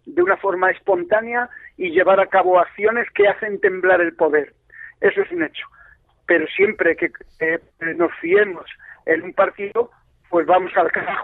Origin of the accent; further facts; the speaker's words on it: Madrid, Community of Madrid, Spain; yo que soy de Vallecas, estaba con comunistas